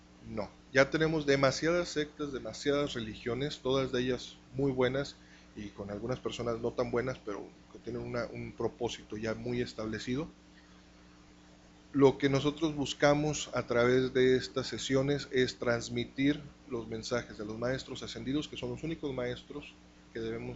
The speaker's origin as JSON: {"language": "Spanish", "town": "Monterrey", "region": "Nuevo León", "country": "Mexico", "said": "Soy de aquí de Monterrey."}